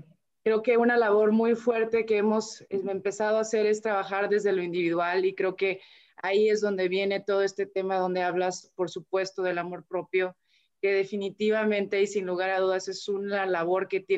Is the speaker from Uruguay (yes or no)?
no; Mexico; yo hablo de manera muy personal aquí en mi país donde vivo, que es México